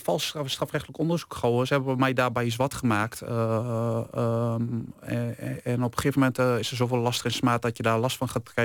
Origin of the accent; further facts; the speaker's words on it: Winterswijk, Gelderland, Netherlands; Ik kom uit Winterswijk.